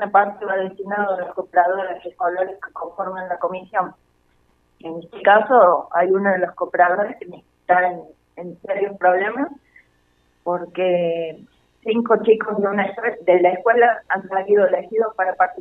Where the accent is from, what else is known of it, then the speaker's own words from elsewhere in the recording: Colonia Torres, Argentina; moved away as an adult; now in Bariloche, Argentina; Un año que salí de mi pueblo.